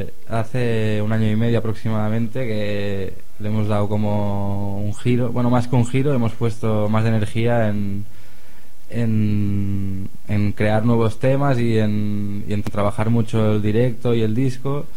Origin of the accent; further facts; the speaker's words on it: Barcelona, Catalonia, Spain; No, yo justamente soy del centro de Barcelona.